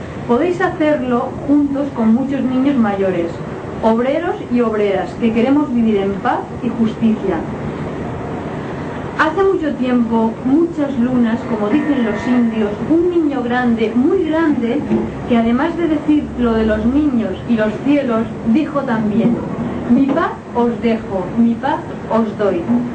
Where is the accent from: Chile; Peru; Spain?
Spain; Tuve que sufrir los horrores, como muchos españoles, de una guerra civil en España.